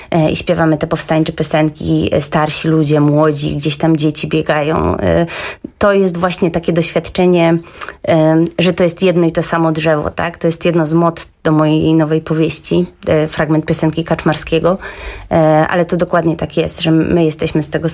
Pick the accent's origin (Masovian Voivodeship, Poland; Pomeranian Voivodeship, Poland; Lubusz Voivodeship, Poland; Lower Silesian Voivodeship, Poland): Masovian Voivodeship, Poland; Warsaw; ja nie urodziłam się w Warszawie, ale mówię o sobie, że jestem adopcyjnym dzieckiem w Warszawie, wcale nie czuję się gorszym. Miałam 7 lat, jak tutaj przyjechałam i to jest moje miasto